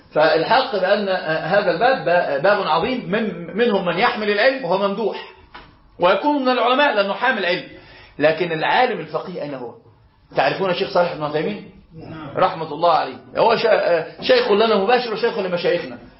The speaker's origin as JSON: {"language": "Arabic", "country": "Egypt", "said": "أنا أقول أنا مصري صحيح"}